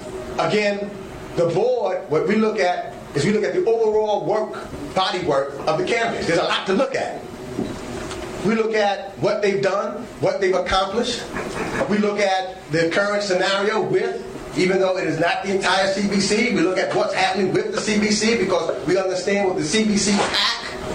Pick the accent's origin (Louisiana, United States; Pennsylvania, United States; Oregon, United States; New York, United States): New York, United States; New York City; I grew up in East Harlem and Southeastern Queens. I'm not the establishment.